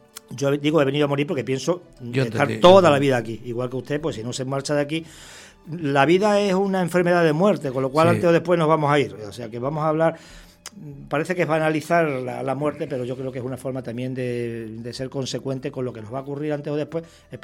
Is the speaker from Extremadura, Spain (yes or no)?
yes; Extremadura, Spain; Yo ya me siento canario, aunque ya saben que soy extremeño, pero soy extremeño canario o canario extremeño.